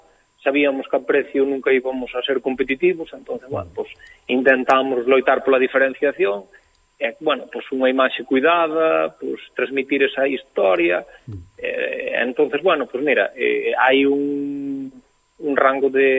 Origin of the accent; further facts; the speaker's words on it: Galicia, Spain; nós somos moi galegos tamén, porque somos do rural galego, non?